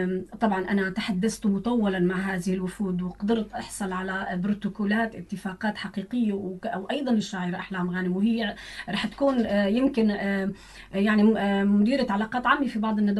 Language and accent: Arabic; Syria; بيسالك من وين؟ ما انا من سوريا